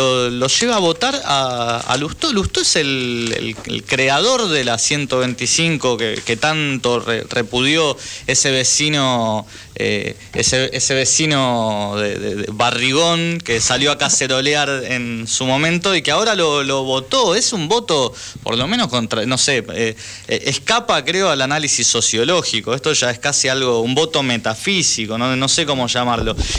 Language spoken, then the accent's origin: Spanish; Buenos Aires, Argentina; Yo soy porteño, yo soy de esta ciudad.